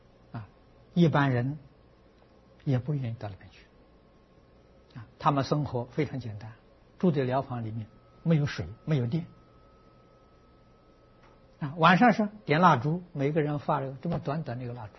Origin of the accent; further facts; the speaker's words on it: Anhui, China; 我小时候，我的家乡离九华山很近，走路要走三天呢。